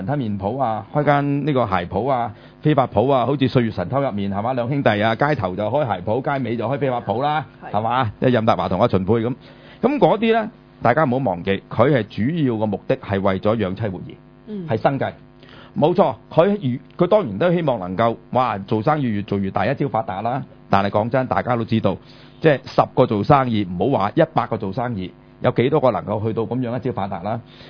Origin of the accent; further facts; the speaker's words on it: China; 因為我作為一個中國人啦